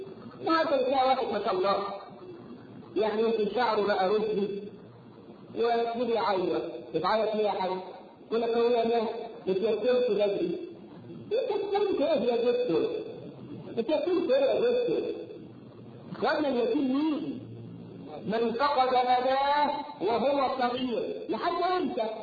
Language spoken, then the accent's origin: Arabic; Egypt; احنا كمصريين